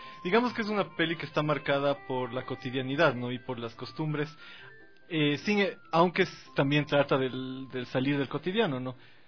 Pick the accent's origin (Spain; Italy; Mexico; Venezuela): Italy; el bar del pueblito donde yo crecí en Italia.